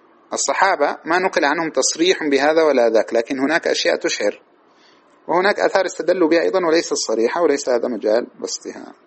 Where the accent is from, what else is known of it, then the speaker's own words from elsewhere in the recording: Sudan; بسموه عندنا في السودان السايف